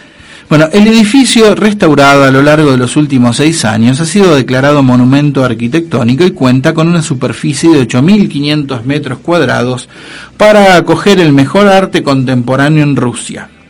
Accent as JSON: {"language": "Spanish", "country": "Argentina", "said": "nosotros los argentinos nunca oprimimos y masacramos a los uruguayos."}